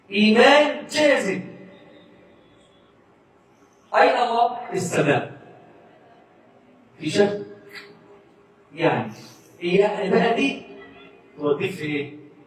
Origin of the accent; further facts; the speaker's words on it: Egypt; ان اصبح عندنا في مصر بس طلع 60,000 مولد